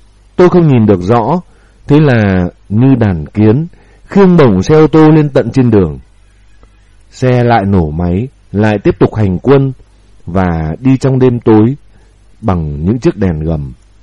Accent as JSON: {"language": "Vietnamese", "region": "Bac Giang", "country": "Vietnam", "tie": "born or raised there", "said": "Quê tôi có sân bay kép và một ga tàu hỏa, là một ga đi lên phía Bắc của Tổ quốc. Thanh niên, phụ nữ quê tôi náo nức tình nguyện vào Nam đánh Mỹ."}